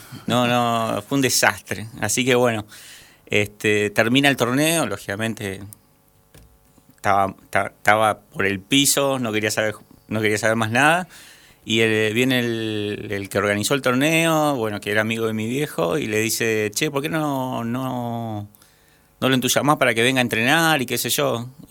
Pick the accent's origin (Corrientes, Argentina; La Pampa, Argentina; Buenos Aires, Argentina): Corrientes, Argentina; Curuzú Cuatiá; born there; yo ya tengo 45 años, así que tengo varios ya kilómetros recorridos. Bueno, yo nací en Curuzucuatiá, en el sur de Corrientes.